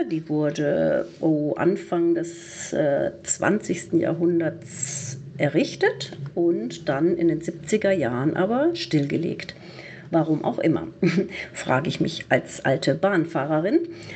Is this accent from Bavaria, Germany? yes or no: yes; Zorneding, Bavaria, Germany; Das ist also wirklich mein Landkreis, wo ich aufgewachsen bin, in Zorneding eben